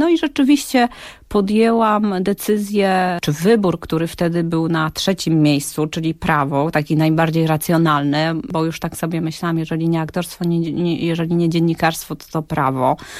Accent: Witnica, Lubusz Voivodeship, Poland; Mieszkaliśmy w większości, bo tam było troszeczkę przeprowadzek po drodze, ale w większości swoje dzieciństwo spędziłam w takim bardzo, bardzo małym miasteczku koło Gorzowa Wielkopolskiego, które nazywa się Witnica.

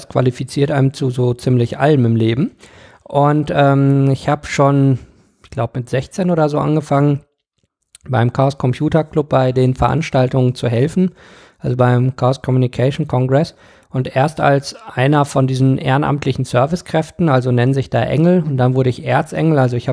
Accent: Bochum, North Rhine-Westphalia, Germany; born there; also born or lived in Rwanda; ich bin in Bochum im Ruhrgebiet geboren, bin dann aber in Ruanda in Ostafrika aufgewachsen, bis ich 5 war. Das ist so grob, wo ich herkomme.

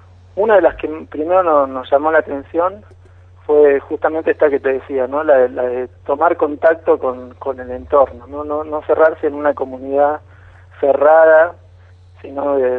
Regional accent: Haedo, Buenos Aires Province, Argentina; moved away; Somos de ahí también del oeste, de Aedo soy yo, mi compañera es de Capital y bueno, el otro compa es también de Capital.

